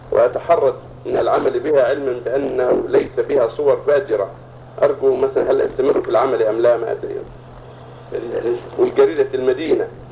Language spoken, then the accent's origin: Arabic; Yemen; يوجد عندنا في اليمن أناس